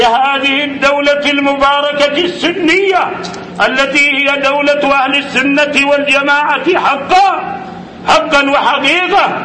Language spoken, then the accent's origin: Arabic; Saudi Arabia; ماذا يريد جماعة الإخوان عندنا في المملكة العربية السعودية